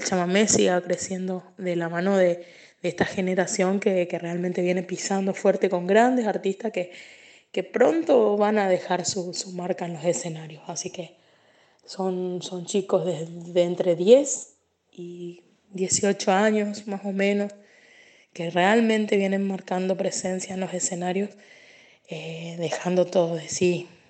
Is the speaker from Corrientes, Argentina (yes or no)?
yes; Corrientes, Argentina; soy cantante, soy artista, soy chamamecera, soy correntina orgullosa de mi música